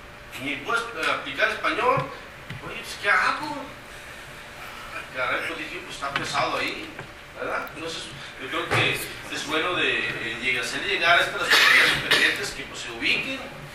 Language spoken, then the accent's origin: Spanish; Sonora, Mexico; Yo vengo del estado de Sonora, represento a los hijos de Sonora y Chihuahua.